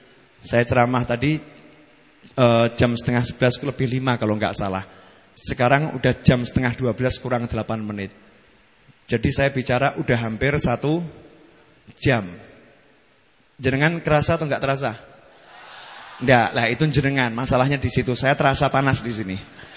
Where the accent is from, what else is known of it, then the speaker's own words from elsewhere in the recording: Surakarta, Central Java, Indonesia; Saya ini orang Solo Mary.